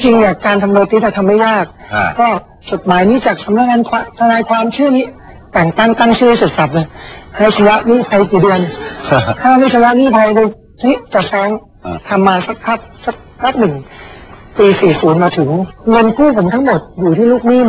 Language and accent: Thai; Bangkok, Thailand; เราก็เติบโตมาจากกรุงเทพ